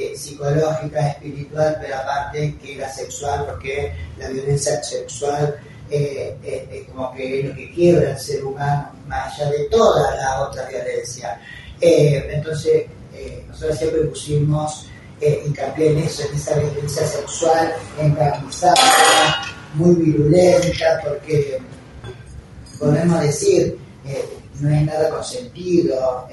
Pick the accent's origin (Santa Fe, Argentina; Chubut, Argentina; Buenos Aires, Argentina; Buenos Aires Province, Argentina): Santa Fe, Argentina; Rosario; now in Córdoba, Argentina; mujeres trans y travestis que somos sobrevivientes del terrorismo de Estado. Soy rosarina, pero hace 40 años que vivo en Córdoba.